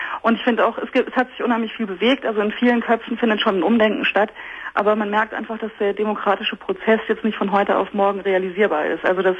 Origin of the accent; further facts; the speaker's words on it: Germany; Genau, ich bin Deutsche und Innenarchitektin und habe in der Wüste gearbeitet.